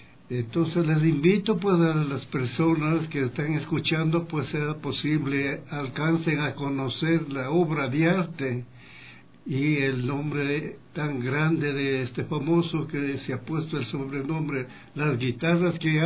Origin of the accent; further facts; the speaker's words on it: Píllaro, Tungurahua, Ecuador; born there; yo le puedo decir mis primeros saludos a mi cantón Píllaro, donde yo nací